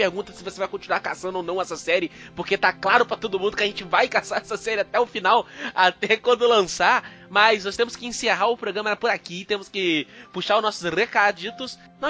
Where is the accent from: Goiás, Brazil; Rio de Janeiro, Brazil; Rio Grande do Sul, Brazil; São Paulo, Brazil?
Rio de Janeiro, Brazil; Eu não moro no Rio. Calma. Eu sou do estado do Rio. Eu não moro no Rio.